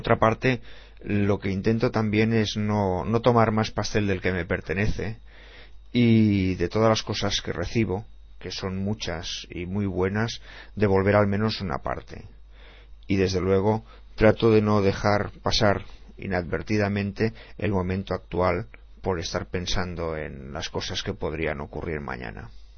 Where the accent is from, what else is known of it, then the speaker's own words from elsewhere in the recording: Barcelona, Catalonia, Spain; born there; Nací en 1959, en Barcelona.